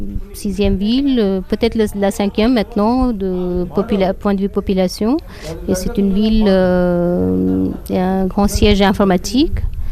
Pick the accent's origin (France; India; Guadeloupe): India; North India; first language Hindi; French is a second language; Non, je ne parle pas Telugu parce que moi, je suis du nord de l'Inde. Et ma langue maternelle, c'est le hindi. Je peux un tout petit peu comprendre quand on parle Telugu, mais je ne peux pas tenir une conversation.